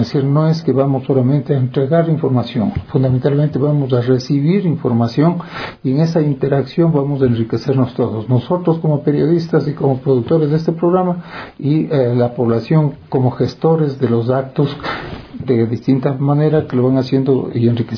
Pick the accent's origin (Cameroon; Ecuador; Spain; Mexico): Ecuador; porque los principales gestores de la cultura nacional somos todos los ecuatorianos